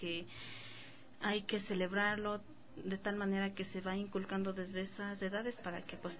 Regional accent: Pochetos Grande, Chimborazo, Ecuador; vengo de la comunidad de Pochetos Grande, que es allá en la parroquia de Flores, la verdad, ahí también sí hablan todos quichua

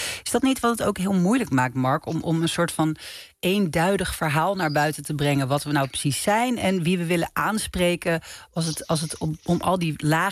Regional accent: Netherlands; Als ik zoals jou binnen Europa op reis ben, dan krijg ik heel erg het gevoel alsof ik moet benadrukken dat ik uit Nederland kom. Ik woon in Amsterdam

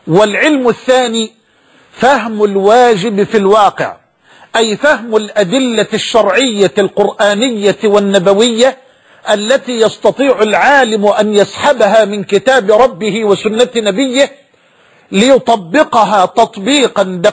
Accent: Egypt; وأن بلدنا مصر تمر بمرحلة حرجة

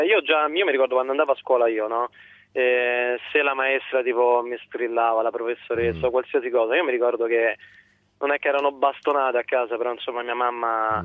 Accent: Rome, Lazio, Italy; io sono adottato qui in provincia di Forlì Cesena, comunque sono di Roma.

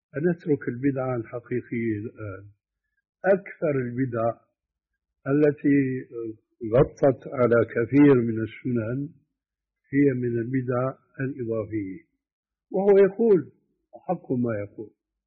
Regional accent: Syria; قد مثلا لما كان يقوم الخلاف عندنا في سوريا بين أئمة المساجد المؤذنين

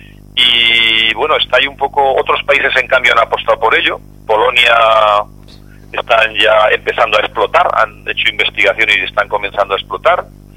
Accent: Teruel, Aragon, Spain; yo soy de Teruel, es una zona que conozco geológicamente

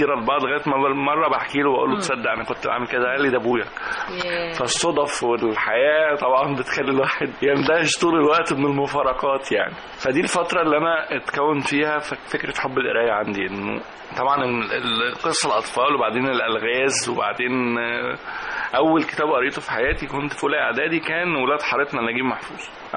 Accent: Mansoura, Dakahlia, Egypt; أنا من مواليد مدينة المنصورة، شارع الثانوية تحديدا.

